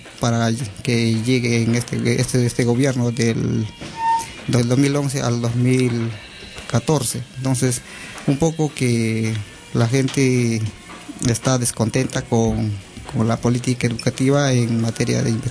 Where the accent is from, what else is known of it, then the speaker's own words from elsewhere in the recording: Central Amazon, Peru; está ubicada en la Amazonía Central del Perú, que lo conocen bastante como Selva Central